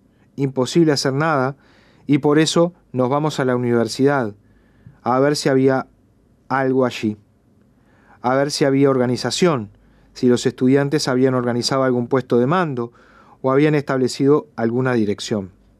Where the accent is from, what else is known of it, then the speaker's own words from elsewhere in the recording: Cuba; le digo inmediatamente que soy estudiante al jefe de la policía, que soy cubano, que estamos en un congreso.